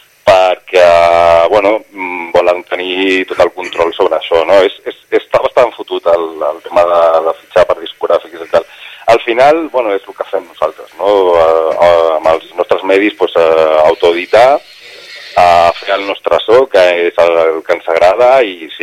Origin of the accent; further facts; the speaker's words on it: Barcelona, Catalonia, Spain; A ver, yo soy de Barcelona y en Barcelona aquí tienen que aprender muchísimo de los ayuntamientos.